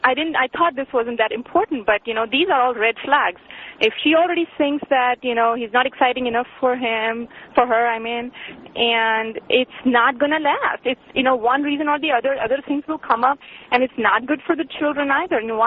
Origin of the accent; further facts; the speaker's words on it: India; I'm from India